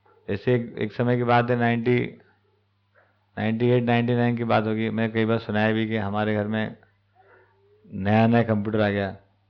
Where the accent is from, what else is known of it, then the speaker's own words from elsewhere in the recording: Indore, Madhya Pradesh, India; हमारे इंदौर में सबसे ज़्यादा एलर्जी अगर इंदौर वालों किसी से होगी